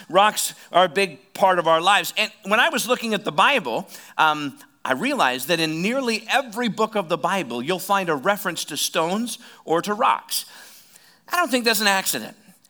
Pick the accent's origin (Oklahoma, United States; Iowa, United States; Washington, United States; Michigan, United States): Iowa, United States; Oskaloosa; I'm from Oskaloosa.